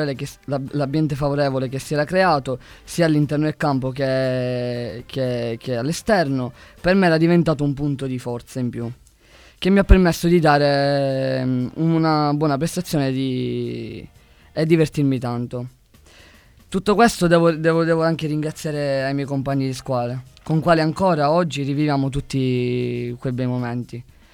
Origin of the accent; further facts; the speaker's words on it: Lascari, Sicily, Italy; come già sapete, e sono di Lascari e ho 17 anni.